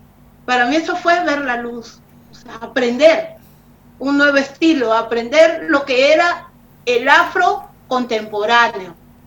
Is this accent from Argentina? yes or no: no; Lima, Peru; no señor, yo soy limeña, estábamos en Trujillo.